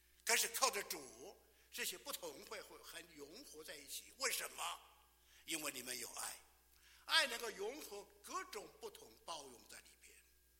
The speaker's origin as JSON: {"language": "Chinese", "country": "China", "said": "尤其我们来自中国大陆的人，这个自从改革开放以后啊，你看看，天天在1日千里的猛进中，天天在改变，我们的国家在改变。"}